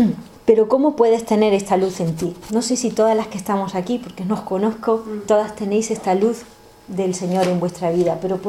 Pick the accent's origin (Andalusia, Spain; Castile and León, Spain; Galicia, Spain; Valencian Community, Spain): Andalusia, Spain; Jaén; Me acuerdo, yo soy de Jaén, que allí hay una sierra